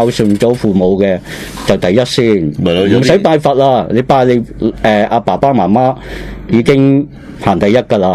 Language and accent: Cantonese; Hong Kong; 起码都唔会到我哋香港人啦。